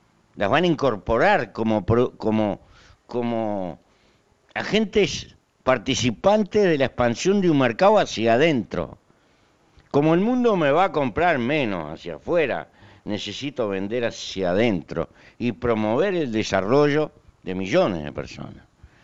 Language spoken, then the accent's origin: Spanish; Uruguay; Y no meterme en los problemas, porque eso sería una mala manera de ser uruguayo.